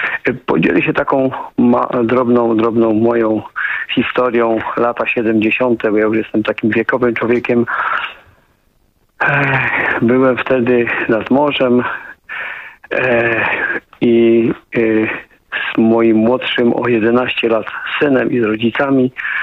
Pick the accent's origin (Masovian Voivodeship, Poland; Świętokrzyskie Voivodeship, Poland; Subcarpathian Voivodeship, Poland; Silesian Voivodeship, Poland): Silesian Voivodeship, Poland; ja tu jestem ze Śląska